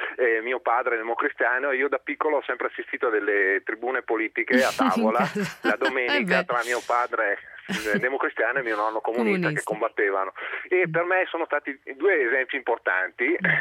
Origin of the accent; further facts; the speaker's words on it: Veneto, Italy; io sono del Veneto